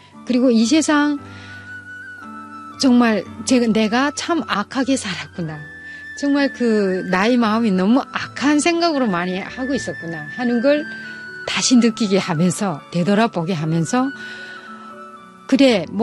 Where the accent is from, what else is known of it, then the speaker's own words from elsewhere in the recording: North Korea; moved away as an adult; now in South Korea; 제가 지나온 북한에서 태어나고 북한에서 40살까지 살고 지금 오늘 이런 대한민국, 복받은 대한민국이란 땅에 정말 내 삶을 묻으러 가고 있습니다.